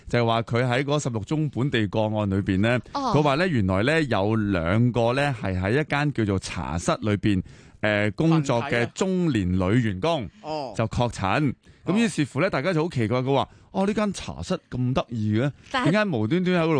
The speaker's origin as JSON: {"language": "Cantonese", "country": "Hong Kong", "said": "我哋香港话跳茶舞"}